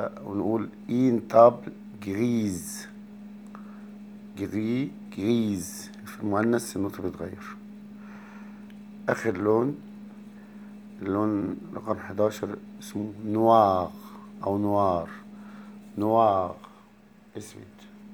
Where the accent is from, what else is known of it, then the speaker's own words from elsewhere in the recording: Egypt; موف احنا بنقول عندنا في مصر